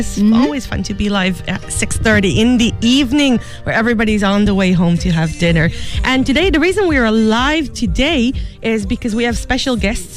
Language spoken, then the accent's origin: English; Israel; they're from my home country of Israel.